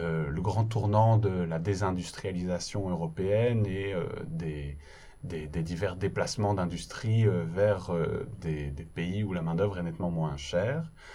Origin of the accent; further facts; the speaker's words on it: Belgium; Alors, je suis originaire de Belgique